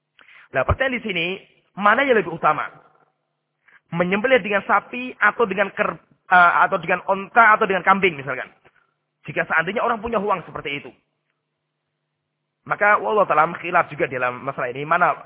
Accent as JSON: {"language": "Indonesian", "town": "Salatiga", "region": "Central Java", "country": "Indonesia", "tie": "born or raised there", "said": "Seperti di kampung saya di Salatiga. Salatiga itu hampir mayoritas masyarakat gak suka kambing."}